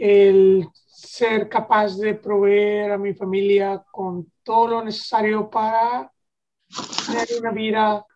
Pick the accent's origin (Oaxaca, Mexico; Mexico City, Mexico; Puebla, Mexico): Oaxaca, Mexico; now in United States; Soy del estado de Oaxaca